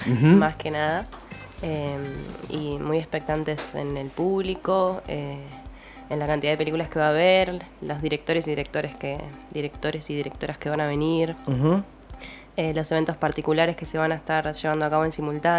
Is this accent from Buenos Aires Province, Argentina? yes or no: yes; Ensenada, Buenos Aires Province, Argentina; Nosotras somos oriundas de Ensenada